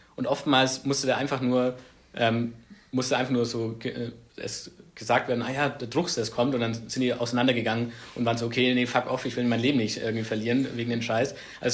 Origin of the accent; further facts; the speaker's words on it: Ansbach, Bavaria, Germany; in der Region, wo ich herkomme, in Ansbach